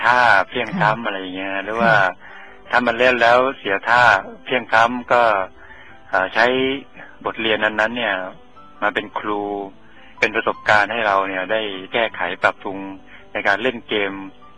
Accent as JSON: {"language": "Thai", "region": "Sukhothai", "country": "Thailand", "tie": "born or raised there", "said": "ครับผมก็พอดีกลับไปสุโขทัยก็ถือว่าได้ทำหน้าที่การจะเรียกเลยว่าอันนึงก็ว่าเป็นแผ่นดินเกิด"}